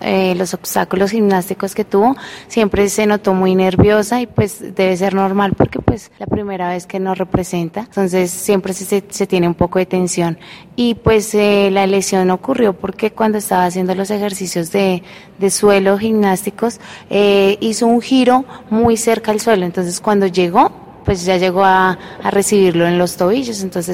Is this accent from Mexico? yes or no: no; Colombia; creo que como muchos colombianos